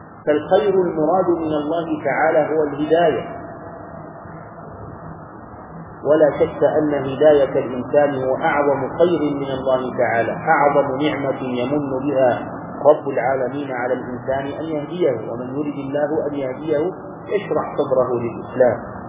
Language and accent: Arabic; Egypt; ونحن كمصريين تربينا على هذا